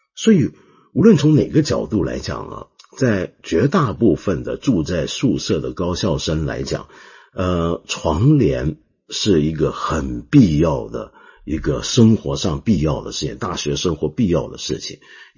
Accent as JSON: {"language": "Chinese", "country": "Hong Kong", "said": "我们香港人广东人叫六嘎床啊"}